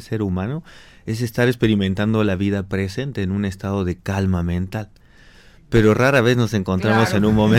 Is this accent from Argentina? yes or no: yes; Argentina; Yo vengo de Argentina.